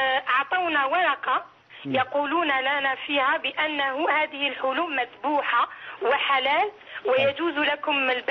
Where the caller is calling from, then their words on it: France; أنا من فرنسا